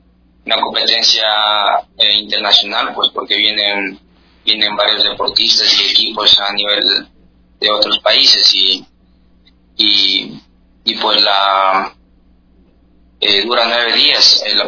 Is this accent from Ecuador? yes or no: yes; Zamora, Zamora-Chinchipe, Ecuador; soy el único zamorano que va a la Vuelta al Ecuador